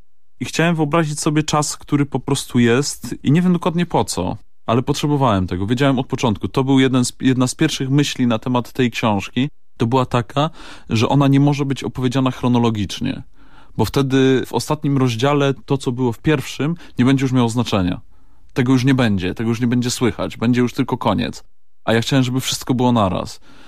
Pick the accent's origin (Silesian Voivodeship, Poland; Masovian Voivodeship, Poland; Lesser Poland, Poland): Silesian Voivodeship, Poland; accent: Silesian; ja od dziecka mówię po śląsku.